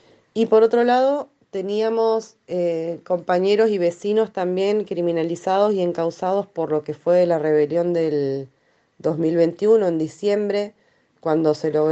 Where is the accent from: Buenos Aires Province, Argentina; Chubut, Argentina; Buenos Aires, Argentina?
Chubut, Argentina; de Chubut, soy militante contra los extractivismos y por derechos humanos